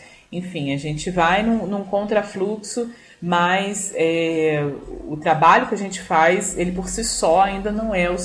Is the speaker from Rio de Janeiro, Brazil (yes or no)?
yes; Rio de Janeiro, Brazil; accent: southeast Rio de Janeiro; o nosso sotaque aqui da região sudeste do Rio de Janeiro